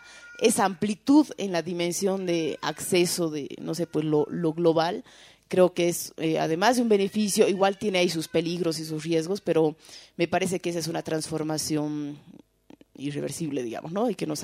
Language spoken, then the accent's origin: Spanish; Tarija, Bolivia; Yo soy de Tarija, por ejemplo, y me acuerdo que siempre nos quejábamos que a Tarija no llegaba nada